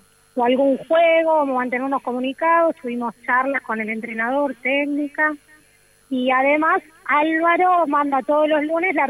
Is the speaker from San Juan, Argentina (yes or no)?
no; San Vicente, Buenos Aires Province, Argentina; me volví a vivir a San Vicente, pues yo soy de San Vicente.